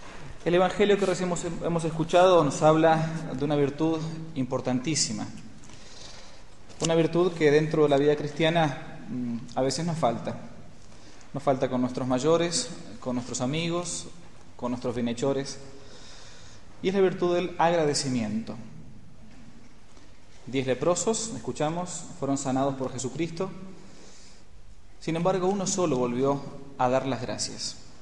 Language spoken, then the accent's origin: Spanish; Argentina; En el año 2013 nos encontramos, como argentinos al menos